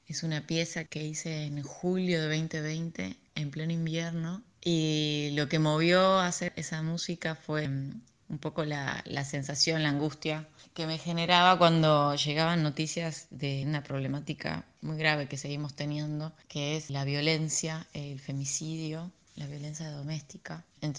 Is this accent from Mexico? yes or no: no; Salta, Argentina; Es un dique que queda cerca de mi ciudad natal, que es Salta, al norte de Argentina. Es un lugar muy, muy bello, con mucha naturaleza, con un embalse de agua, donde ahí jugaba mucho de niña